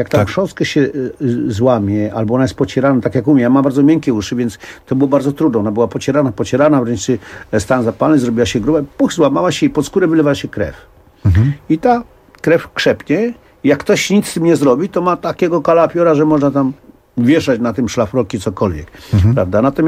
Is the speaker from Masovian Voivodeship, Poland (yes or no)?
yes; Warsaw, Masovian Voivodeship, Poland; bo ja się urodziłem na Powiślu, wychowywałem się na Powiślu, no i tam właśnie też zacząłem ćwiczyć zapasy.